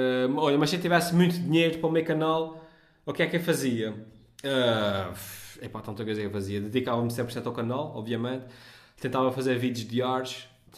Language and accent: Portuguese; Azores, Portugal; accent: Micaelense; Até porque acho que a minha pronúncia é perceptível, e se entrasse em ficção nacional, obviamente que eu tentava falar ainda mais assim, de uma forma mais perceptível. Mas pronto, os gajos dobram a nossa pronúncia, vêm filmar para os Açores e dobram a pronúncia dos micalenses.